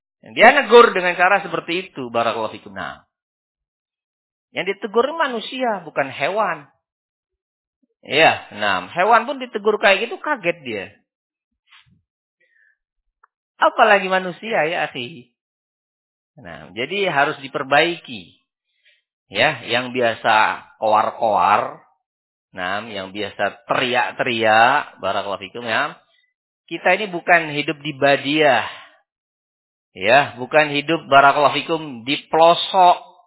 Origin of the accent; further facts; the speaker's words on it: Sidayu, East Java, Indonesia; Sidayu ini kota barakallahu fikum ya. Nah, jangan antum anggap pelosok ini. Gak terima saya. Nah, saya ini orang Sidayu